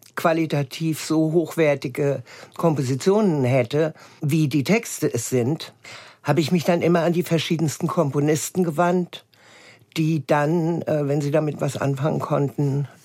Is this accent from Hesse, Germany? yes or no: yes; Hesse, Germany; Ich bin auf dem Land aufgewachsen, hessischen Hinterland.